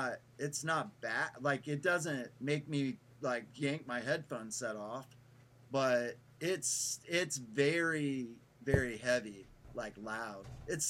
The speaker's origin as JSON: {"language": "English", "region": "Texas", "country": "United States", "said": "Like, we're from Texas, you know?"}